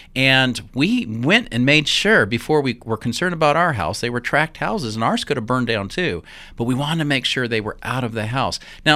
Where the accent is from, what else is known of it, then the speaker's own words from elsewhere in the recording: Utah, United States; I think we, as a Christian body in the Boise area, Idaho, and I'm from Utah